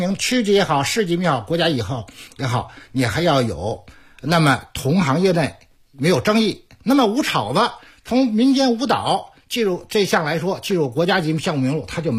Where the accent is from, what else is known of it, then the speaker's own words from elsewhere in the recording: Daxing, Beijing, China; 我也是大兴农村